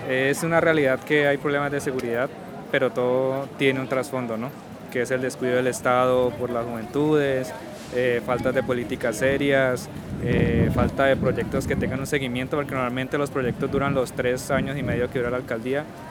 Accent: Cali, Valle del Cauca, Colombia; Yo soy de la Comuna 15 de Ciudad Córdoba, precisamente de donde la gente del sur está diciendo que venían las personas.

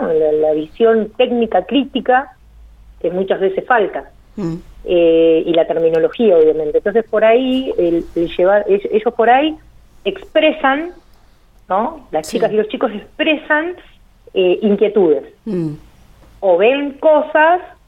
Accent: Lamarque, Río Negro, Argentina; born there; now in Guatraché, Argentina; En realidad, hace 7 años que vivo acá en Huatrache. Uh-huh. Yo soy nacida en La Marque, Río Negro.

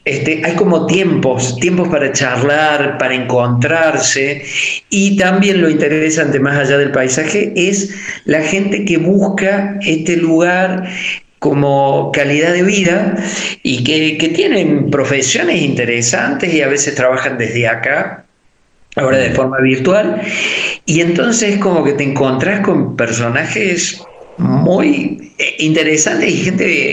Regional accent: Córdoba, Argentina; soy artista, soy cordobés, soy escultor

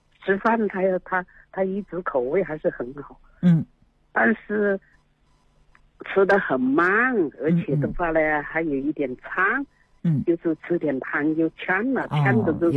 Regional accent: Changsha, Hunan, China; now in Beijing, China; 我是长沙人，湖南的，

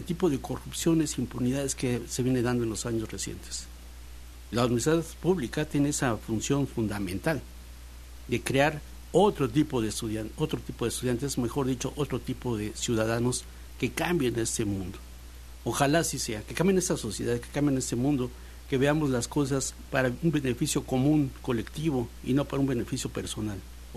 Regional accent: Veracruz, Mexico; nosotros, como mexicanos, como veracruzanos

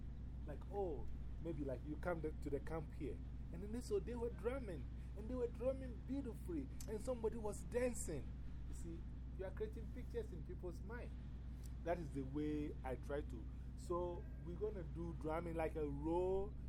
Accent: Ghana; I'm from Ghana, West Africa.

